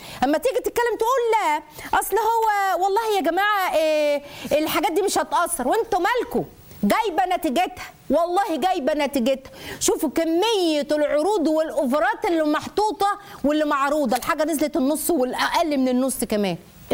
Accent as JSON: {"language": "Arabic", "country": "Egypt", "said": "إحنا مصري، إحنا هندعمه، إحنا كمصريين هندعمك"}